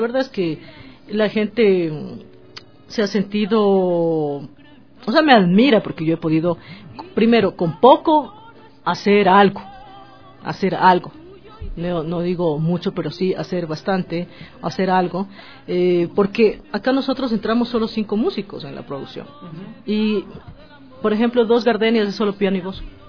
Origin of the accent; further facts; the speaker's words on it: Ecuador; me encanta, como ecuatoriana, disfruto al cantar nuestros temas.